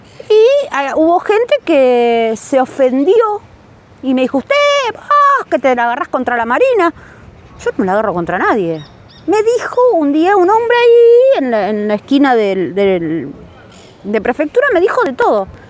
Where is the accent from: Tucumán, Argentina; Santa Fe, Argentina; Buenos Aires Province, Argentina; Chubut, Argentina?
Buenos Aires Province, Argentina; Tigre; soy de Tigre también